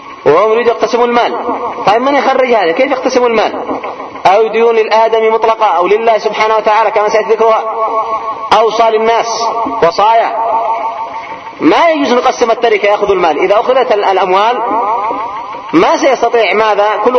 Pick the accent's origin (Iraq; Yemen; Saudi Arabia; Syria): Yemen; قلنا عندنا في اليمن